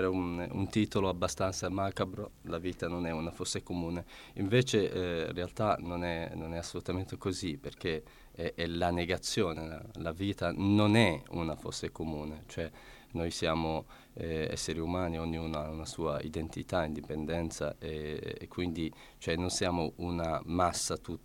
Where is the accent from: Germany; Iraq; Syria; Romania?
Iraq; Italian is a second language; now in Italy; sia nel paese natio, cioè nel mio paese, l'Iraq, sia qui in Italia